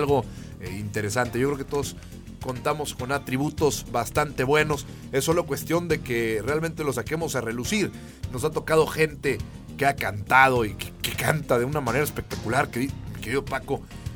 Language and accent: Spanish; Saltillo, Coahuila, Mexico; empatizar con que somos de Saltillo, apasionarnos con que somos de esta ciudad